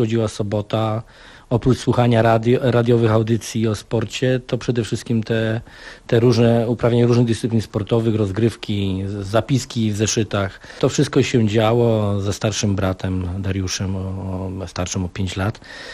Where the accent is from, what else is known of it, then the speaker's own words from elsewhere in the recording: Silesian Voivodeship, Poland; now in Gdańsk, Poland; Nie no, ja nigdy tutaj będąc w Gdańsku od 96 roku nie wstydziłem się swojego pochodzenia, że jestem Ślązakiem z krwi i kości, że we mnie płynie w 100% śląska krew.